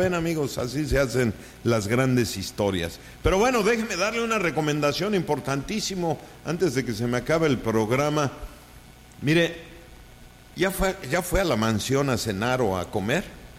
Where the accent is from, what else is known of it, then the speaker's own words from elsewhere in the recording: Mérida, Yucatán, Mexico; bueno, pues somos de Mérida, ¿qué no?